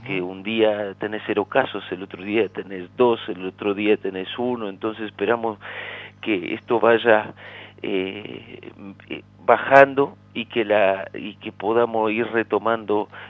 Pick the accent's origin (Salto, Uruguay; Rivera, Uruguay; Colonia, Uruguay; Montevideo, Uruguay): Rivera, Uruguay; accent: Rivera; No es solo que tenemos acento. Aparte del acento, tenemos el dialecto, portuñol y muchas cosas más. Y la cultura riverense es muy especial, es muy particular.